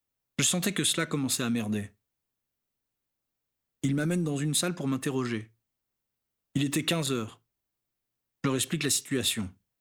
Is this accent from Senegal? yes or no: yes; Senegal; Il faut savoir qu'en tant que Sénégalais, j'ai le droit de circuler dans toute l'Afrique de l'Ouest, et ce sans visa.